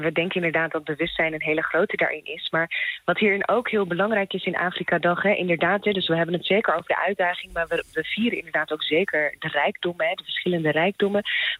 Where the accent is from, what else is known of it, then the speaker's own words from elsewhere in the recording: Eritrea; now in Netherlands; Mijn roots liggen in Eritrea. Dus ik kom oorspronkelijk uit Eritrea.